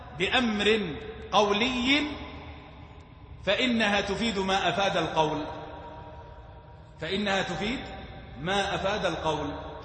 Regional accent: Hejaz, Saudi Arabia; ما غير معروف عندنا في الحجاز، صح ولا لا؟

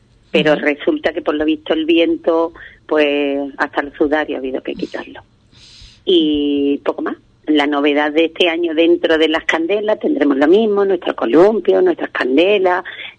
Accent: Ubrique, Andalusia, Spain; Cuando estoy fuera es como tener a mi pueblo cerca. Una es muy ubriqueñita, más que una patacabra.

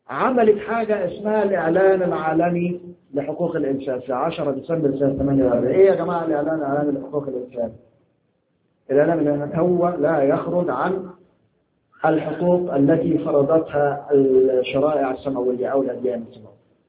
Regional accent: Egypt; إحنا عندنا في مصر كان الدستور السابق

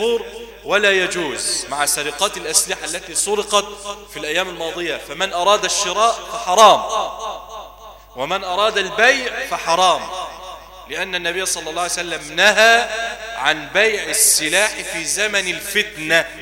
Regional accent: Egypt; ونسأل الله أن يجعل بلدنا مصر واحة للأمن والأمان

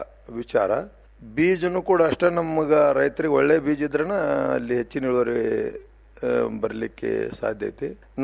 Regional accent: Rolle, Karnataka, India; now in Basavana Bagewadi, India; ನಾವು ಮೂಲತಃ ಬಾಲ್ಕೋಡ್ರ ಜಿಲ್ಲಾ ಬೀಳಿಗೆ ತಾಲೂಕು ರೊಳ್ಳೆ ಗ್ರಾಮದವರು.

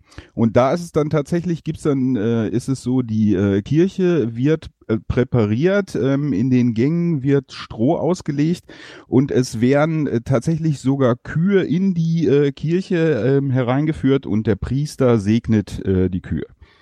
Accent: Dingenstrop, North Rhine-Westphalia, Germany; hier in Dingenstrop, wo ich herkomme

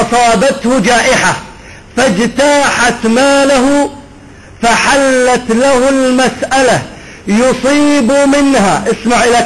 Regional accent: Iraq; أنا أعرف لهجة أهل الفلوجة ولسانهم لأني من البلد

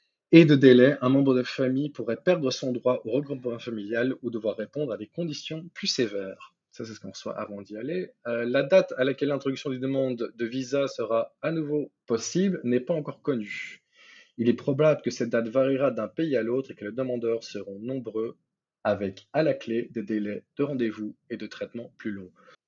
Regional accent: Belgium; born there; also born or lived in Spain; je suis citoyen belge, je suis né en Belgique, j'ai la nationalité belge, sauf que ayant résidé en Espagne pendant presque 6 ans

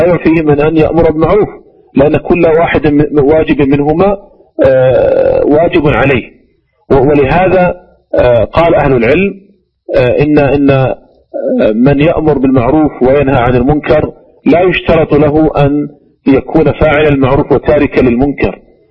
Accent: Saudi Arabia; وعندنا في المملكة العربية السعودية ولله الحمد المحكمة العليا

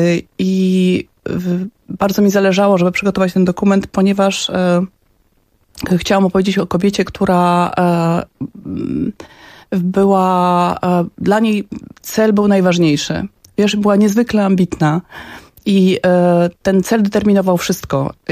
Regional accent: Pionki, Masovian Voivodeship, Poland; born there; To taka zapłata za miejsce, w którym się urodziłam, czyli w Pionkach.

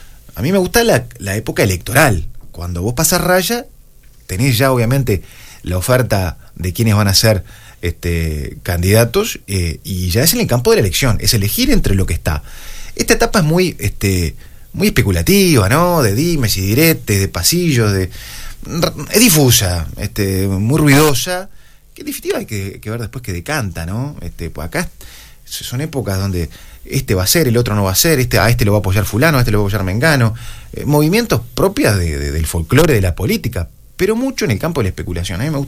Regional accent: Maldonado, Uruguay; de poder servir a mi pueblo, servir a Maldonado

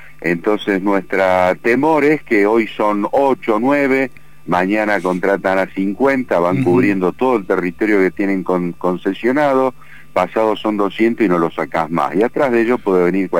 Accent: Buenos Aires, Argentina; born there; now in Pituil, Argentina; Yo soy nacido en Buenos Aires, pero hace 16 años aproximadamente que vivo en Pituil, que es un pueblito que está dentro del departamento Famatina, a 60 kilómetros de la cabecera

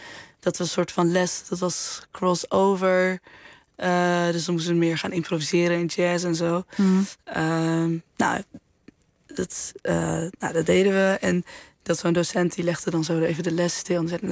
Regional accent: Amsterdam, North Holland, Netherlands; En dat me toen werd gevraagd van, ja, maar waar kom je vandaan? En toen zei ik, naar Amsterdam.

